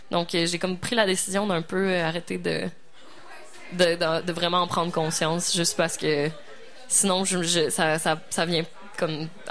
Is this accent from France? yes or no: no; Quebec City, Quebec, Canada; Moi, je viens de Québec, donc c'est particulièrement...